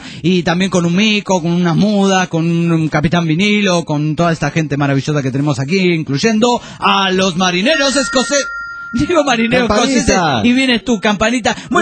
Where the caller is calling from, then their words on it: Aguascalientes, Mexico; Soy de Aguascalientes, México.